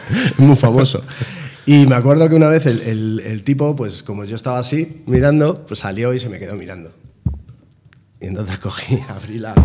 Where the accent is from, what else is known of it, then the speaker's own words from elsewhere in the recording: Madrid, Community of Madrid, Spain; yo soy de Lavapiés, pero me mudé a Villaverde, que son barrios muy chungos.